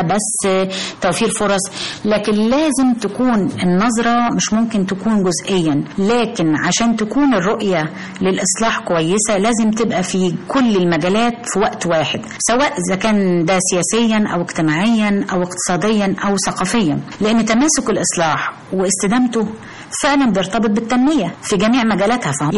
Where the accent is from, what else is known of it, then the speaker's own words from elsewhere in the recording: Egypt; طبعا طبعا أفتخر جدا جدا إن أنا مصرية وإن أنا فايزة بالجنسية المصرية.